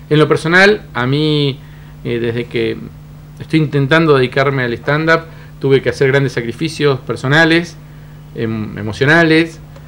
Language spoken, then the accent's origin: Spanish; Cipolletti, Río Negro, Argentina; voy a estar en Chipoleti, que es mi ciudad natal